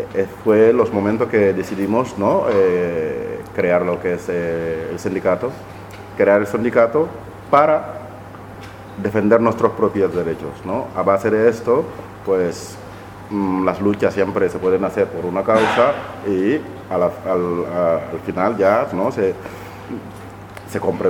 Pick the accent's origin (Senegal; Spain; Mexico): Senegal; soy miembro del sindicato Mantero y soy de Senegal